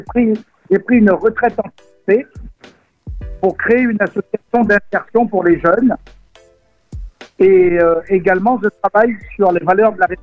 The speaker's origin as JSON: {"language": "French", "country": "Réunion", "tie": "born or raised there", "moved": "as an adult", "said": "J'ai grandi à La Réunion et j'ai quitté mon île natale à 22 ans pour intégrer la police à Paris."}